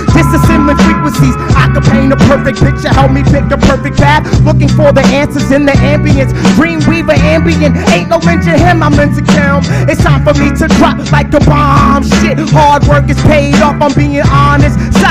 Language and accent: English; Fredericksburg, Virginia, United States; Once again … from Fredericksburg, Virginia.